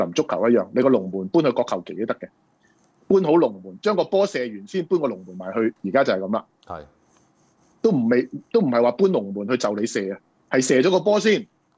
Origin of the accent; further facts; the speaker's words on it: Hong Kong; 即係我哋香港人個選舉習慣咗一種嘅